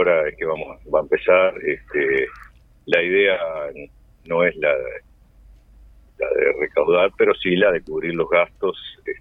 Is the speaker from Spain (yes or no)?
no; Montevideo, Uruguay; born there; Yo nací en el Buceo, vi aquella famosa final.